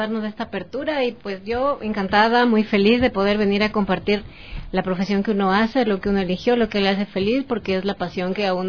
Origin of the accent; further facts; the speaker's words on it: Quito, Pichincha, Ecuador; born there; nacimos nosotros allá acá en Quito.